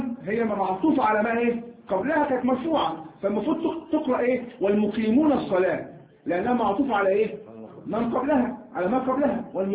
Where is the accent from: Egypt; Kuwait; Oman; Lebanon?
Egypt; وعندنا ايضا كمصريين لا نقول بالجيم جاء نقول جاء جاء جاء فنحن هكذا.